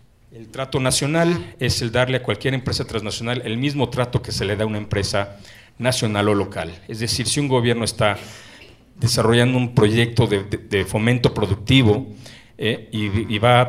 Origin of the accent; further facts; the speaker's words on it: Mexico City, Mexico; Pero yo soy oriundo de la Ciudad de México, así es que me da un gusto enorme estar en mi ciudad